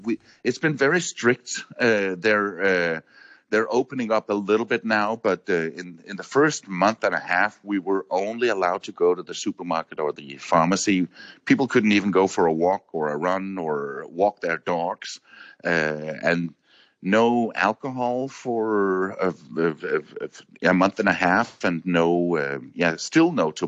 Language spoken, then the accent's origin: English; Denmark; now in South Africa; especially compared to my home country of Denmark